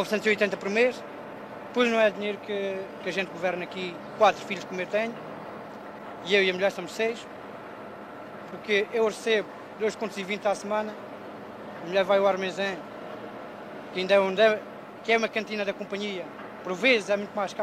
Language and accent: Portuguese; Castelo de Vide, Alentejo, Portugal; 33 anos, não sei ler, não espero de outra vida, tenho que me ir aguentando aqui. Sou do Alentejo, Castelo Vido, Alto Alentejo.